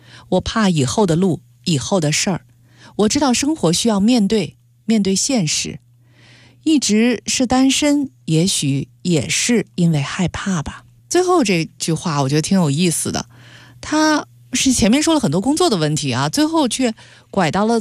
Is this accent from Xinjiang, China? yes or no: no; Beijing, China; 用我们北京话说